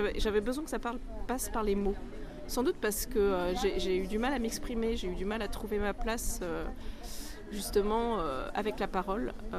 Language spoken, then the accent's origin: French; Antony, Île-de-France, France; also born or lived in Paris; ma mère a accouché dans un hôpital parisien. J'ai vécu jusqu'à l'adolescence dans une ville qui s'appelle Antony, qui est surtout célèbre pour son aéroport